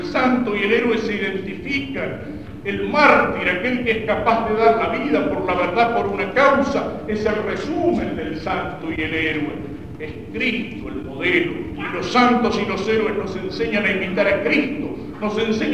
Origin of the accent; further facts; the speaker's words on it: Argentina; de hacernos olvidar de que somos argentinos